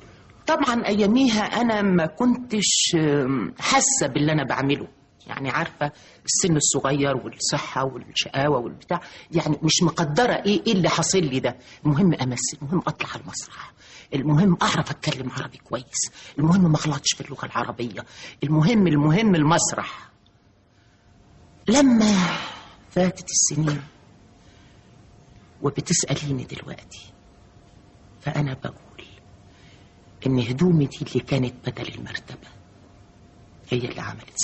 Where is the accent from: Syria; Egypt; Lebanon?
Egypt; Upper Egypt; هم ربوني هم عارفين ان انا ست صعيديه، بنت صعيديه ودغري وصادقه